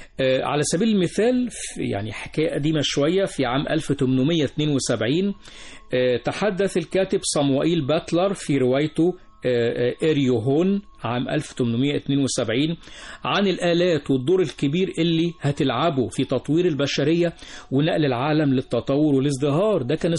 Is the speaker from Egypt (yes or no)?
yes; Egypt; موجود في كل مكان في هذا العالم بما فيه بلدنا مصر